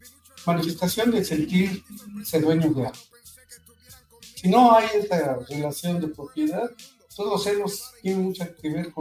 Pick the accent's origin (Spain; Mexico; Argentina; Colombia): Mexico; México, como los mexicanos nos construimos a partir del siglo XX